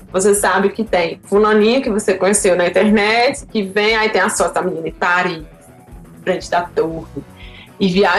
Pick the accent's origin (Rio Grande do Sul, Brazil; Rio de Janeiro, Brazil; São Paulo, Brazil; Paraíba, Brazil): Paraíba, Brazil; moved away; Aí eu sou da Paraíba, já chegava aquele negócio nordeste, né?